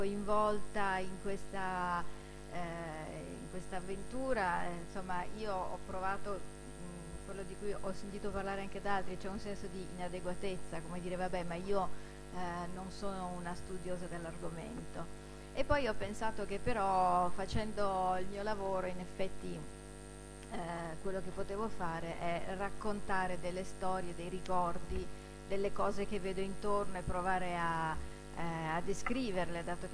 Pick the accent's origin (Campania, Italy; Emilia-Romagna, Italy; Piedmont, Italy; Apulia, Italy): Piedmont, Italy; Turin; Io sono torinese e ho vissuto a Torino, cioè ero piccola a Torino negli anni 60, quando appunto c'è stato il boom, c'è stata l'emigrazione, la Fiat che chiamava manodopera dal sud, ed essendo di famiglia torinese